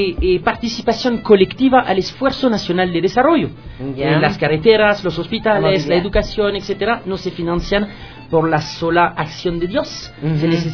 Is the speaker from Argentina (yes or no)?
no; France; accent: French; Spanish is a second language; now in Ecuador; Ustedes ya han adivinado con este acentito feo que yo tengo, que yo vengo de Francia.